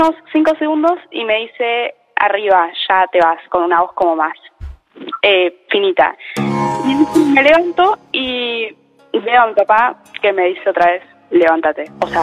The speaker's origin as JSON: {"language": "Spanish", "region": "Buenos Aires", "country": "Argentina", "said": "Soy de Palermo, pero ahora estoy en Caballito."}